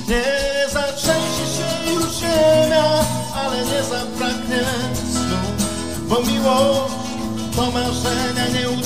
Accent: Bolesławiec, Lower Silesian Voivodeship, Poland; Mimo, że jestem z pochodzenia z Bolesławca

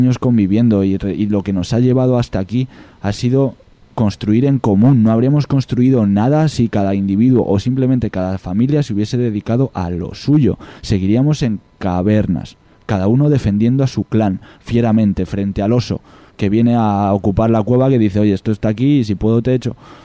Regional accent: Extremadura, Spain; Yo en Extremadura, en mi pueblo, hay vacas, hay toros

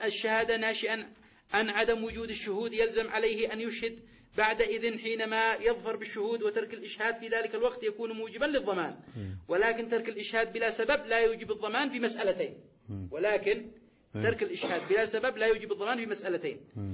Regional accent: Yemen; هذا موجود في الخدمة المدنية عندنا في اليمن

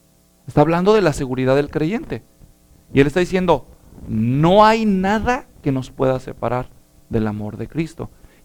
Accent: Guadalajara, Jalisco, Mexico; Como decimos los mexicanos, al menos los que somos de Guadalajara, allá del barrio, cuando éramos niños

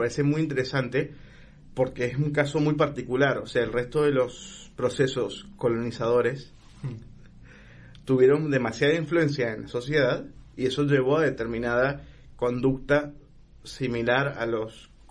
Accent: Honduras; moved away; yo no sueno como hondureño. No hablo como hondureño porque hace mucho tiempo estoy acá y porque antes de estar acá viví en muchos países que no hablaban como hondureños, claramente.

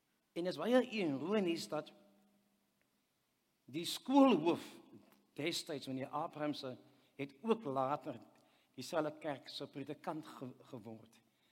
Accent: Wellington, Western Cape, South Africa; Nou, ek het groot geword in Wellington, en ek het skool gegaan

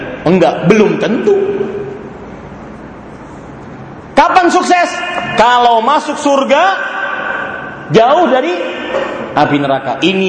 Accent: Banjarmasin, South Kalimantan, Indonesia; Di Banjarmasin, Pak, di kota saya, kalau di sini mungkin kotanya emas. Di Banjarmasin kota batu, batu hitam panas.

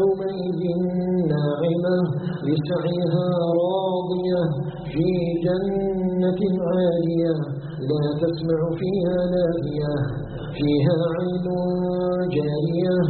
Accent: Algeria

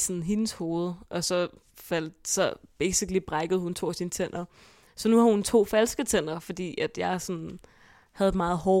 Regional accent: Hvidovre, Capital Region of Denmark, Denmark; born there; jeg blev født på Hvidovre Hospital i den 6. november i 2000

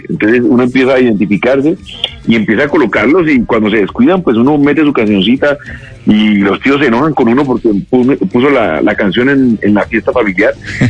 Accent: Cali, Valle del Cauca, Colombia; now in Bogotá, Colombia; aquí en Bogotá, yo soy caleño, pero adoptado en Bogotá como ciudad de trabajo

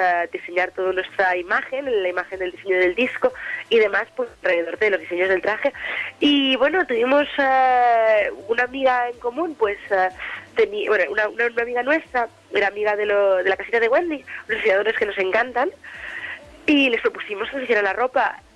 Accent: Barcelona, Catalonia, Spain; moved away as an adult; now in Madrid, Spain; Sí, todos somos de Barcelona. Pero hará cosa de un año y unos cuantos meses que Marc y yo pues nos trasladamos a Madrid.

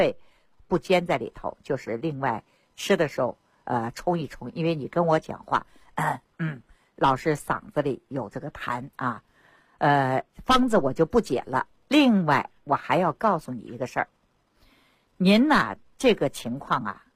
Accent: Beijing, China; 我老北京了，我。

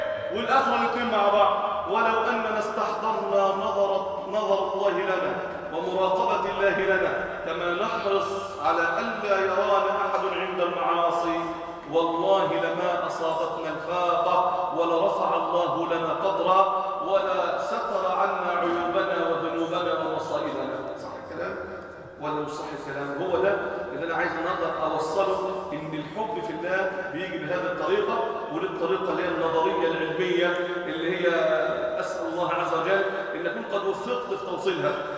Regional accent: Egypt; وأن يجعل بلادنا مصر سلماً أماناً سخاءً رخاءً وسائر بلاد

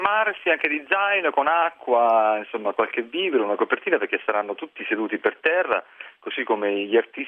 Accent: Grottazzolina, Marche, Italy; born there; Sono nato a Grottazzolina, un piccolo paesino, e vivo ancora lì

